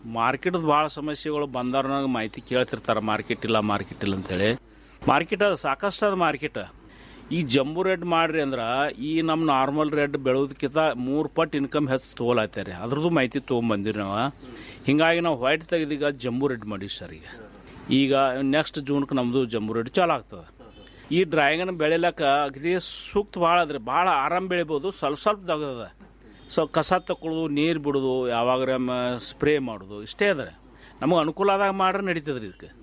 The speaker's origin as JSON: {"language": "Kannada", "town": "Ratnapur", "region": "Karnataka", "country": "India", "tie": "born or raised there"}